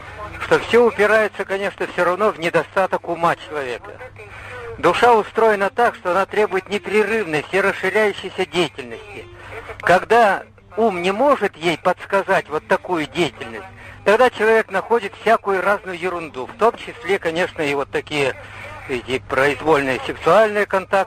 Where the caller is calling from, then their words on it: Beloretsk, Bashkortostan, Russia; мой координаты мои, я из Белорецка звоню.